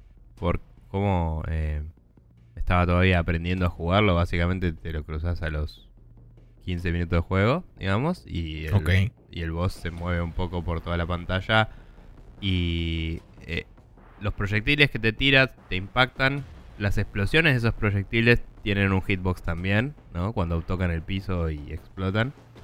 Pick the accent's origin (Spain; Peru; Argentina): Argentina; Buenos Aires; porque somos personas de Buenos Aires y en Buenos Aires no tiene sentido adorar ninguna otra estación del año casi.